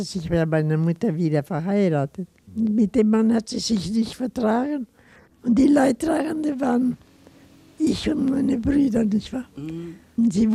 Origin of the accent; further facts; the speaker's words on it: Iquique, Tarapacá, Chile; In Chile, wo ich geboren bin, hatten wir ein großes Haus. Aber nachher haben wir ja hauptsächlich in Iquique gelebt. In der Salpeterstadt von Chile.